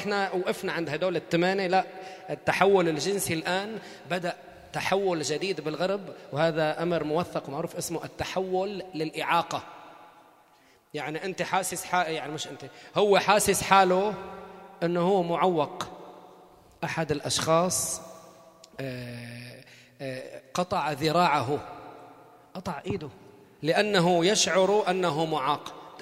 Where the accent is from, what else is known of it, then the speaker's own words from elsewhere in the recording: Sidon, South Governorate, Lebanon; طب ما انا صيداوي الاصل. طيب والله انا من صيدا